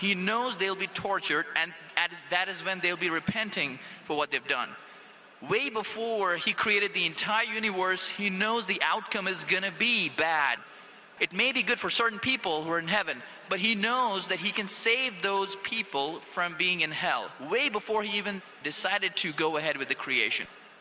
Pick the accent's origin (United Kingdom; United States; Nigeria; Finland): United States; Phoenix, Arizona; I'm from Phoenix, Arizona in the United States.